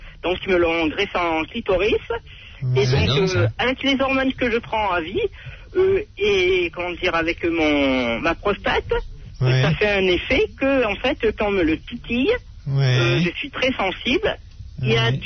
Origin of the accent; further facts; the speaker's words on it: France; Je suis française, oui.